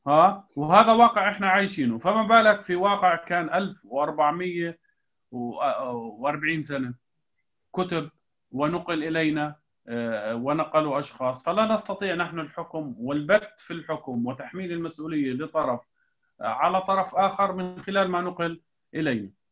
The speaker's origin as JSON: {"language": "Arabic", "country": "Jordan", "said": "يعني إحنا في الأردن عندنا قبور الصحابة منتشرة من الجنوب إلى الشمال"}